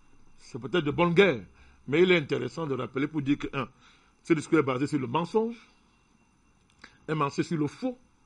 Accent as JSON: {"language": "French", "country": "Cameroon", "said": "chez nous au Cameroun"}